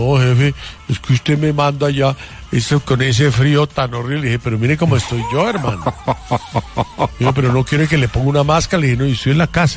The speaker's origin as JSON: {"language": "Spanish", "country": "Colombia", "said": "Yo soy colombiano, un solo pasaporte, y con ese me muevo"}